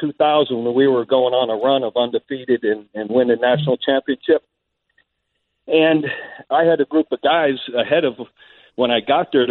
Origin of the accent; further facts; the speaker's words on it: Cincinnati, Ohio, United States; In fact, I tell a story in the book how I hitchhiked back in Ohio, where I was from Cincinnati to Cleveland